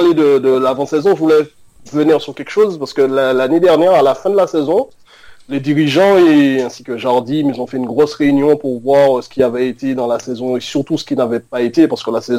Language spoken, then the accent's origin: French; France; nous, en tant que Français, on n'aime pas